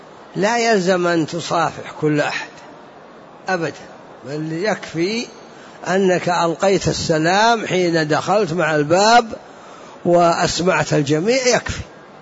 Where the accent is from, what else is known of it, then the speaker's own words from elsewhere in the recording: Najd, Saudi Arabia; عندنا في نجد معروف 4 أنواع يسمونه حنطة والقيمي وجريبة ومعيه